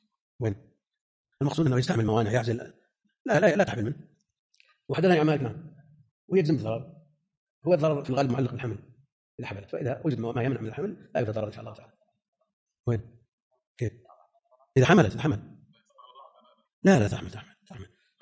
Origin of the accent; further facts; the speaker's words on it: Najd, Saudi Arabia; يعني عندنا في نجد هذا الظاهر،